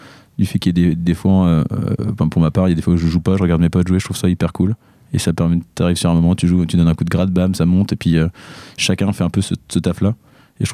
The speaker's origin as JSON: {"language": "French", "region": "Brittany", "country": "France", "said": "vu qu'on vient des États-Unis d'Armorique, de s'approprier le sujet."}